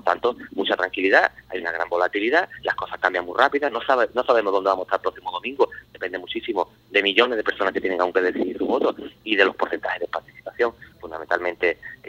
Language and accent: Spanish; Medina-Sidonia, Andalusia, Spain; Yo soy de Medina, ¿no?, que es una comarca cercana, en la Janda